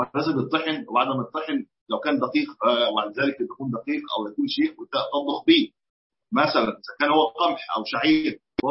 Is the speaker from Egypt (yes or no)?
yes; Egypt; أصل الرطل كان عندنا في مصر كمان قديما كان الرطل